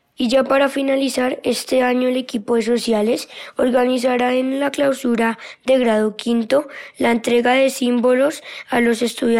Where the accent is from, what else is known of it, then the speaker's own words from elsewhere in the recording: Colombia; tres fechas importantes para nosotros como colombianos